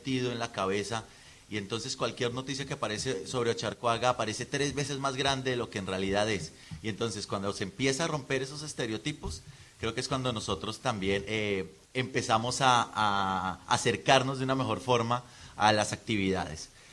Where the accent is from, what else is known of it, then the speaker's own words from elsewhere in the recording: Bilbao, Basque Country, Spain; Somos de Bilbao.